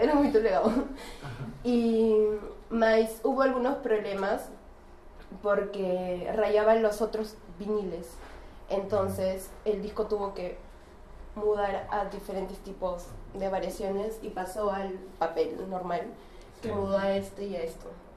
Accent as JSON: {"language": "Portuguese", "country": "Peru", "second_language": "Portuguese", "said": "sou de Peru, sou uma intercambista. Eu vou procurar falar em espanhol, português e inglês."}